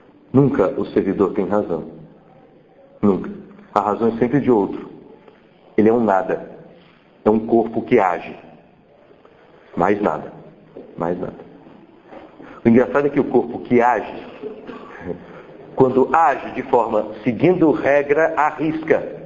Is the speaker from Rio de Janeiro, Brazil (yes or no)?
no; Brasília, Federal District, Brazil; Eu fui criado em Brasília nos anos 80, eu participava do movimento punk e tal.